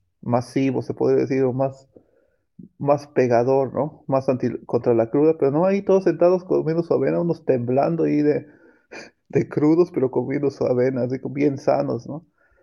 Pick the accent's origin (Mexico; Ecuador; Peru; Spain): Mexico; El último festival que fui ya éramos como 10 mexicanos ahí y era más divertido aún